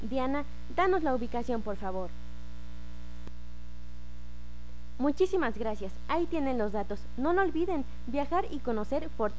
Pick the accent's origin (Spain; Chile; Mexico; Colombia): Mexico; nosotros como mexicanos olvidamos y que son tan importantes porque nos representa como cultura